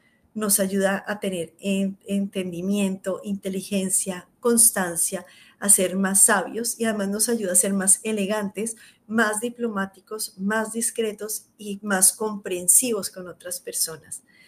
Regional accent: Colombia; en Colombia, yo soy colombiana, también soy española, pero soy colombiana de nacimiento y española de padres, de familia

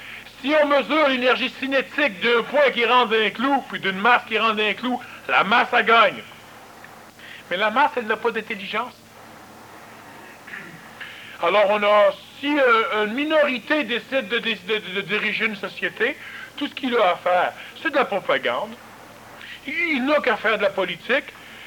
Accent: Quebec, Canada; Mais, nous sommes québécois, le Québec et nous autres.

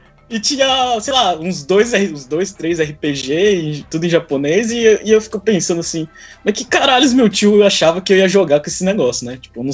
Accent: Porto Velho, Rondônia, Brazil; also born or lived in São Paulo; Nasci em São Paulo, sei lá, com 8, 10 anos, eu fui parar em Porto Velho, Rondônia.

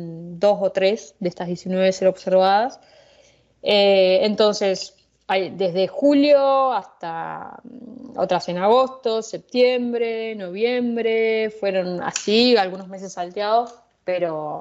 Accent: Argentina; now in Arizona, United States; En particular, en este grupo de más de 100 personas, soy la única argentina, sí.

